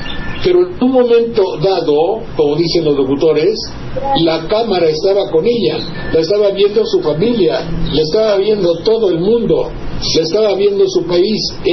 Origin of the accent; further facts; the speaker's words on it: Mexico; Si yo soy mexicano, lo soy, punto.